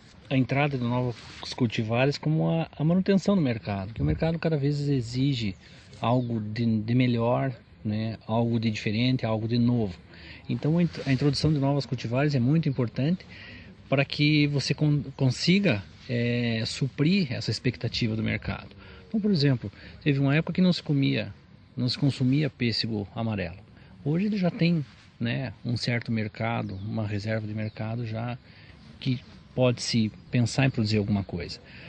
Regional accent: Caçador, Santa Catarina, Brazil; eu sou de Caçador

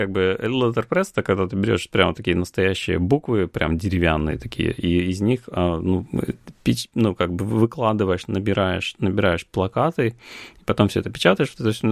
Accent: Russia; мы сказали, что да, мы, типа, из России

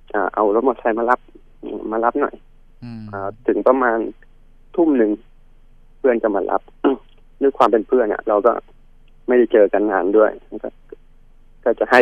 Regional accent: Bangkok, Thailand; also born or lived in Kamphaeng Phet; ตอนเด็กอ่ะผมไม่ได้โตที่นู่นผมโตที่กรุงเทพแต่ว่าช่วงประมาณสักม.2เนี่ยผมเกม3ก็เลยต้องกลับไปเรียนที่กำแพงเพชร

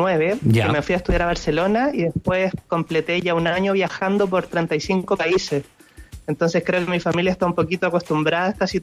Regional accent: Maipú, Santiago Metropolitan Region, Chile; now in Sheki, Azerbaijan; Soy de Maipú, de Santiago. Maipú.

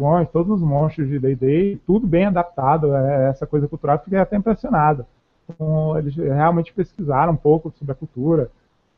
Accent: Salvador, Bahia, Brazil; Eu que sou aqui de Salvador, Salvador tem 400 e lá vai cacetada anos.

